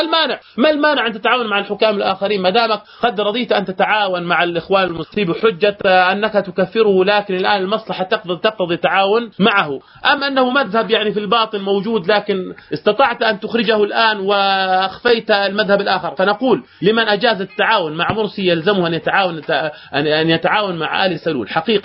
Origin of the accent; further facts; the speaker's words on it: Jordan; حصل عندنا في الأردن وغير الأردن